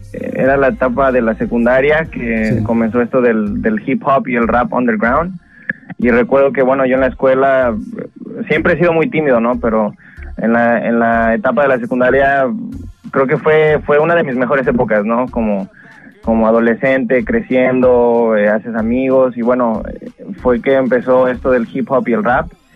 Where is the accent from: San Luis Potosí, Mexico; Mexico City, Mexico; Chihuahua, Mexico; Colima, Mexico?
Mexico City, Mexico; now in Toronto, Canada; Claro, mira, yo me crié y nací en la Ciudad de México, en el Distrito Federal. Pasé la mayoría de mi niñez y mi adolescencia en México, pero vine aquí con mi mamá y mis hermanas hace 7 años, si no me equivoco.